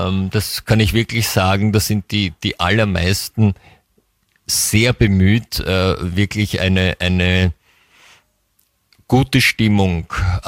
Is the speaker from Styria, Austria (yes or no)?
no; Vienna, Austria; man fährt irgendwohin eher in den Westen als Wiener, habe ich den Eindruck.